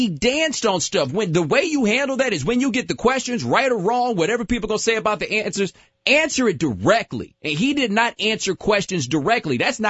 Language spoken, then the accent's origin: English; Texas, United States; I'm from Texas. Dairy Queen's what we do.